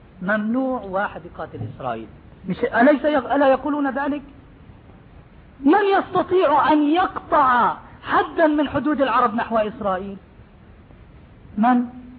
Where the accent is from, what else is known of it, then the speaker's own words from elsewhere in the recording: West Bank, Palestine; moved away; نحن فلسطيني والله من فلسطين، أنا ولدت في فلسطين في قرية اسمها سير الحربية قضاجني، وظليت في فلسطين حتى احتلال سنة 67، وأمي وأبوي وإخواني لا زالوا تحت حكم اليهود